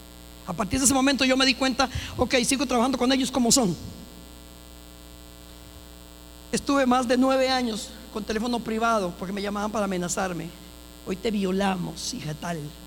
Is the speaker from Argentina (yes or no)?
no; Costa Rica; La gente tiene el concepto que yo soy por mi piel, pero no, yo soy bien tica, bien gallo pinto.